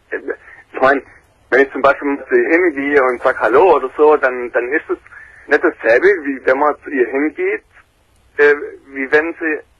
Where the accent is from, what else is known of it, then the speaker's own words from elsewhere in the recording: Plauen, Saxony, Germany; wir sind alle in der DDR aufgewachsen. Mhm. Das ist hier Grenzgebiet Plauen.